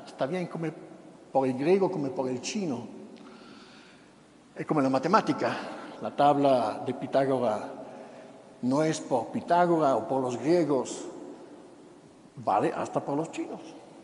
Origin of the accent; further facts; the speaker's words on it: Italy; Spanish is a second language; El italiano, yo soy de Italia, el europeo, el mundo occidental, llamámoslos así, ya no cree que Jesucristo es Dios.